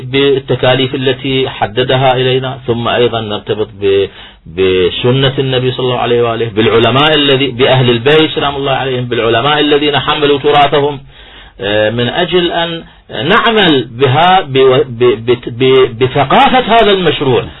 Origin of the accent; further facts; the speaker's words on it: Iraq; اليوم احنا كعراقيين على الساحة مهمتنا الأساسية تدوين دستور